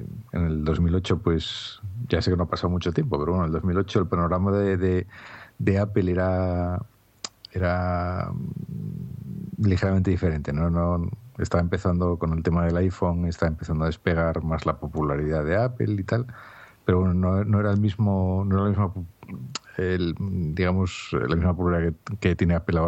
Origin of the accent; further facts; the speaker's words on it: Asturias, Spain; soy un asturiano, vivo en Gijón